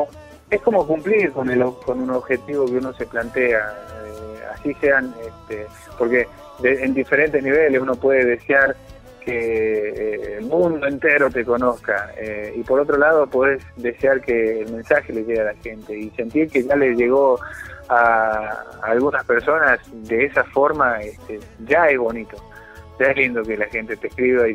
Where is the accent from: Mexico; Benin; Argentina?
Argentina; now in Bolivia; Y yo tener la posibilidad de componer una canción siendo argentino, estando gozando la cultura boliviana desde hace poquito tiempo